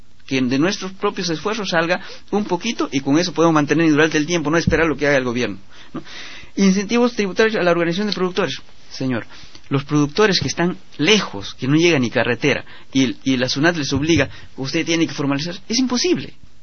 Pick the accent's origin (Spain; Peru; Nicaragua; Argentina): Peru; Selva Central; nosotros en Selva Central, sobre todo de donde soy yo, de la cooperativa de La Florida